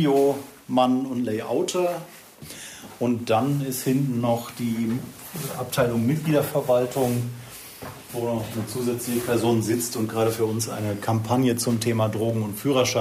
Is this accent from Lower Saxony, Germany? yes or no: no; Remscheid, North Rhine-Westphalia, Germany; bei den Grünen damals in Remscheid, meiner Heimatstadt.